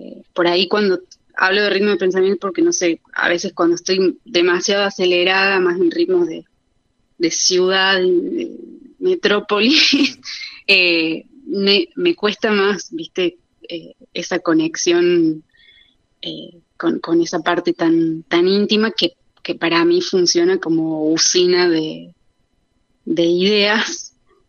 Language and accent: Spanish; Córdoba, Argentina; now in Buenos Aires, Argentina; yo también soy de Córdoba capital originalmente